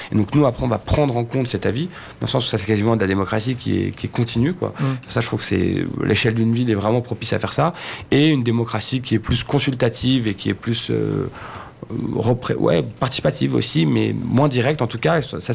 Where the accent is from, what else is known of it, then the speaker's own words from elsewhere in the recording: Saint-Cloud, Île-de-France, France; Moi je suis né à Saint-Cloud, dans la ville dans laquelle on s'est présenté avec Allons Enfants, où est né Allons Enfants. J'y ai toujours vécu, j'ai fait mes études, j'ai eu mes amis, j'y suis encore aujourd'hui.